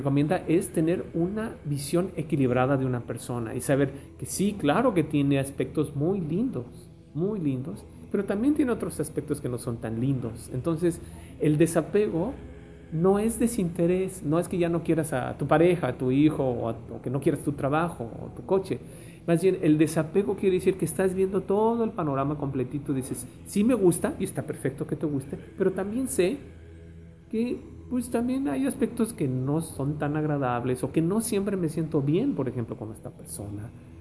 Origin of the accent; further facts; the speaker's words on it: Mexico City, Mexico; los que venimos del DF sufrimos algo terrible en el 85